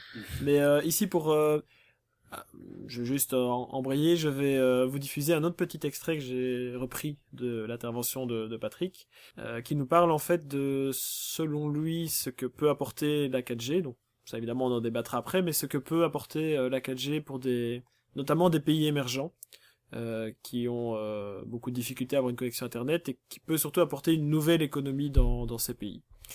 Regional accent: Belgium; C'est un peu comme chez nous en Belgique avec Bruxelles en dernier quoi.

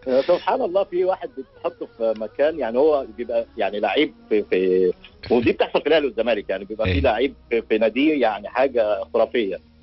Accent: Egypt; عندنا في مصر بيقول لك

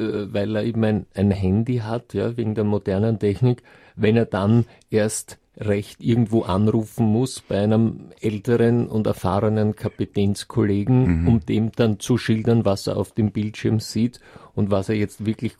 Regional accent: Switzerland; Ich komme ja aus der Schweiz.

